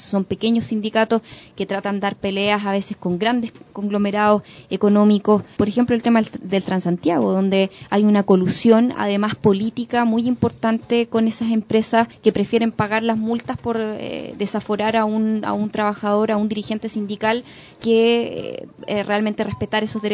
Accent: Chile; esto es un proceso bien largo que tenemos que vivir como sociedad chilena, como pueblo chileno

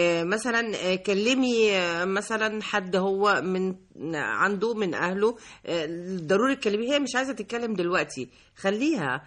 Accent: Egypt; واحنا طبعا مصريين كلنا عارفين يعني ان بعض الازواج ما بتحبش قوي تزور مثلا اهل الزوج او اهل الزوجه،

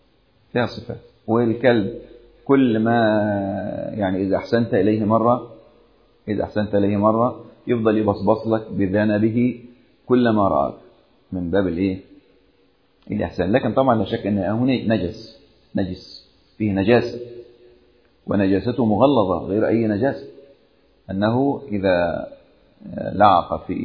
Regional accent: Upper Egypt, Egypt; أذكر قصة وقعت عندنا في الصعيد قديمة، قصة قديمة كنا نسمع عنها يعني

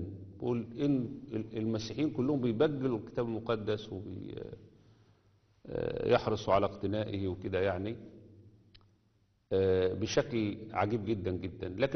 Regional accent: Egypt; وخصوصا عندنا في مصر

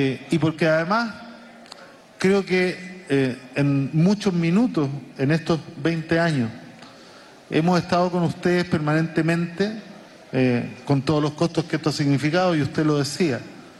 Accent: Chile; Y lo digo como chileno porque nosotros no alcanzamos a resistir 3 años cuando tuvimos nuestro proceso

